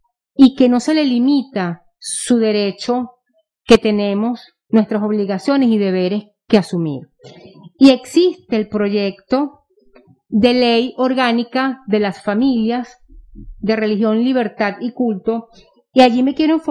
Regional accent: Venezuela; nuestra corresponsabilidad como ciudadano venezolano

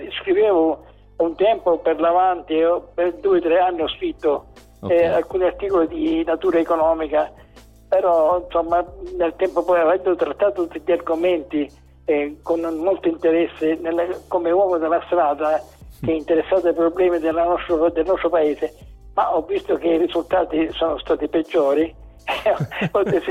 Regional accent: Sicily, Italy; c'è una procedura di un tempo da noi, dalle nostre parti, specialmente in Sicilia

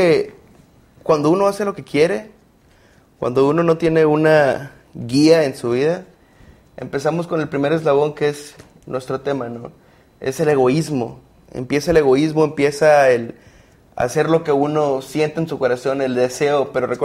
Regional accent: Villahermosa, Tabasco, Mexico; Yo soy ingeniero industrial, egresado de la Universidad de Montemorelos. Soy de Villahermosa, Tabasco, y laboro actualmente aquí en Montemorelos como ingeniero en calidad en la empresa Mars Montemorelos.

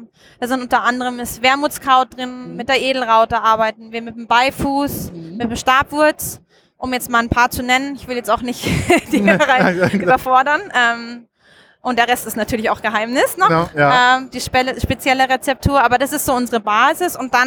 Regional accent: Munich, Bavaria, Germany; now in Austria; Ich komme ursprünglich aus München. Mhm. Also ich bin tatsächlich auch eine Deutsche, aber lebe schon seit über 10 Jahren nicht mehr in Deutschland. Mich hat's nach Österreich verschlagen. Okay. In die schöne Alpenregion.

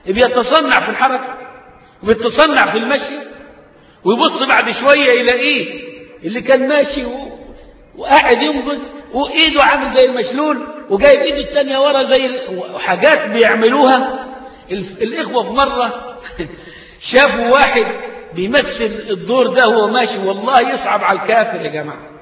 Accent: Egypt; قيل في المثل عندنا كمصريين

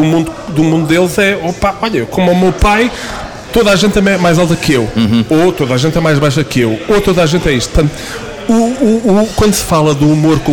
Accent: Portugal; os dois, cá está a coincidência, como bons portugueses, os dois tínhamos o passaporte catucado.

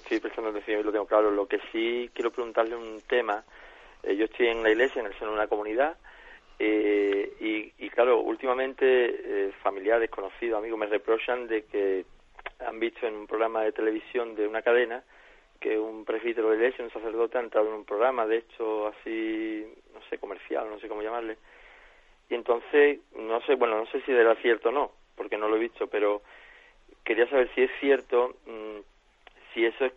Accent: Jerez de la Frontera, Andalusia, Spain; de Jerez.

